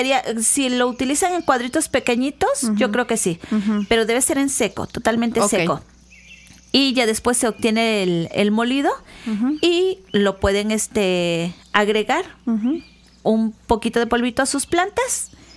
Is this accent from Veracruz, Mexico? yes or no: yes; Coatepec, Veracruz, Mexico; Y yo decía, yo ya me quiero ir a mi pueblito, yo soy de Coatepec, ¿no?